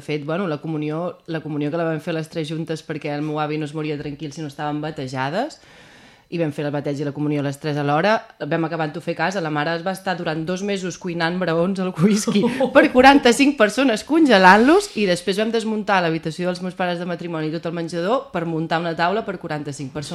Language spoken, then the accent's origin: Catalan; Barcelona, Catalonia, Spain; A mi hi ha gent que ja no em considera de Barcelona, jo soc de Barcelona, i me consideren directament de Sant Hilari.